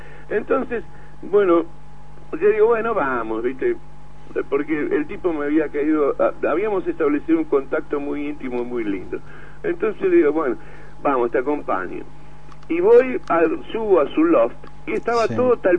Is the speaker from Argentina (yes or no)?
yes; Argentina; yo le cuento que yo soy un violero argentina